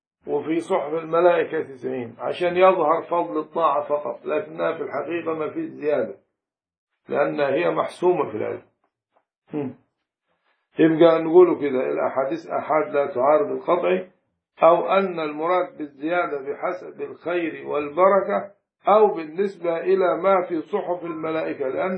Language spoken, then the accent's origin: Arabic; Upper Egypt, Egypt; في مثل عندنا في الصعيد